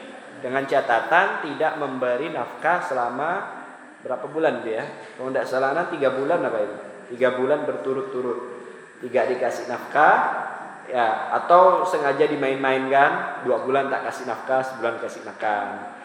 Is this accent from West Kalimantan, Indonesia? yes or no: yes; Tanjung Hulu, West Kalimantan, Indonesia; Itu terjadi di kampung saya di Tanjung Hulu itu.